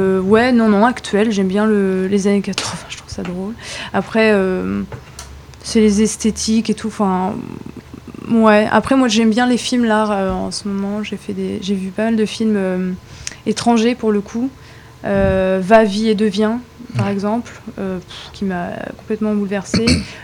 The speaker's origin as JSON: {"language": "French", "country": "France", "said": "On a une culture française riche. Je suis française."}